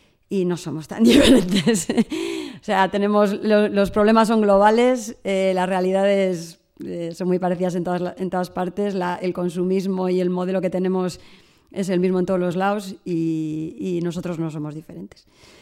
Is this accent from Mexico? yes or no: no; Ermua, Basque Country, Spain; yo soy de Ermua, en Vizcaya, y la apuesta ahora mismo de mi pueblo es cerrar